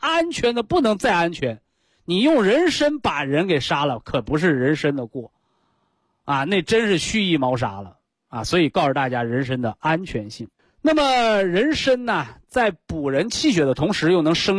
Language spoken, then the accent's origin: Chinese; China; 就像我们中国人讲这个养儿育女的，是吧？